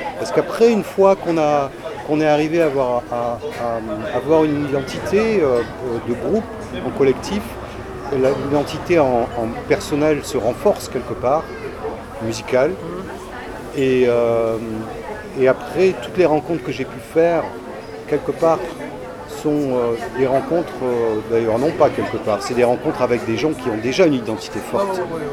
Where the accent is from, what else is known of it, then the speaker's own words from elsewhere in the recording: Bordeaux, Nouvelle-Aquitaine, France; Et j'ai grandi à Bordeaux.